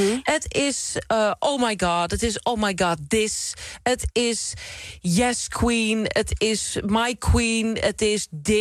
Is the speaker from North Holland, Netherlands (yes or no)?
yes; Krommenie, North Holland, Netherlands; Krommeny. Ik kom uit de Zaanstreek en dat is een arbeidersstreek. Veel fabrieksarbeiders. Er is een grote fabrieksindustrie altijd geweest.